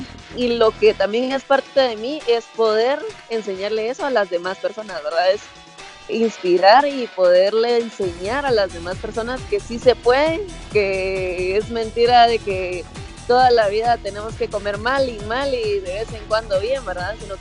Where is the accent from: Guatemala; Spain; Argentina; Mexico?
Guatemala; Guatemala City, Guatemala Department; Soy de Guatemala, vivo en Guatemala y crecí en Guatemala, en la ciudad.